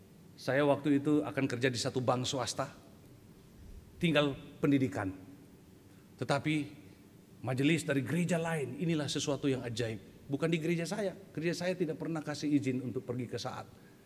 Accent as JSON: {"language": "Indonesian", "region": "Central Sulawesi", "country": "Indonesia", "said": "Karena saya tahu di Indonesia Timur, kita orang Indonesia Timur ya, saya dari Sulawesi Tengah."}